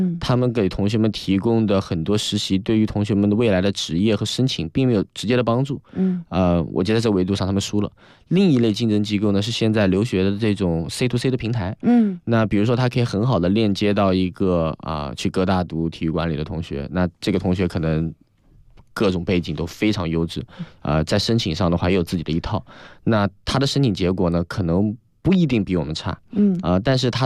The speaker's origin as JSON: {"language": "Chinese", "country": "China", "said": "我是来自中国一个比如说五六线城市啊，甚至十线城市。"}